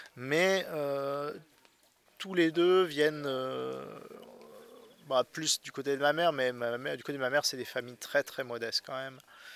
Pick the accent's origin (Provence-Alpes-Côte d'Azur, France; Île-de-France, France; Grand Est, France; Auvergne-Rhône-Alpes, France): Provence-Alpes-Côte d'Azur, France; toute mon enfance sur la Côte d'Azur, j'ai passé mon temps à faire des cabanes, à explorer les bois autour de chez nous.